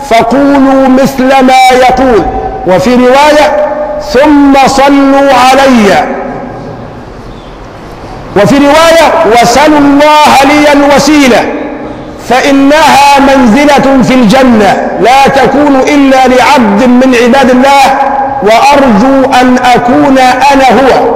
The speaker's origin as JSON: {"language": "Arabic", "country": "Egypt", "said": "عندنا كمصريين بنقول حي على الصلاه"}